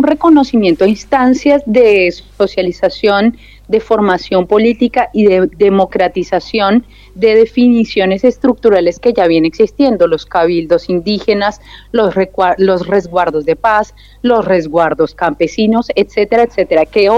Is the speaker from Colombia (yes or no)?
yes; Colombia; es una novedad para nosotros como pueblo colombiano